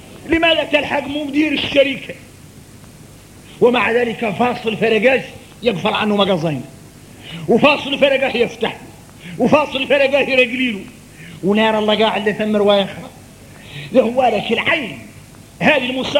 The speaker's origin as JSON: {"language": "Arabic", "country": "Mauritania", "said": "احنا موريتاني لا صقت فينا اطيعوا الله واطيعوا الرسول واولي الامر منكم."}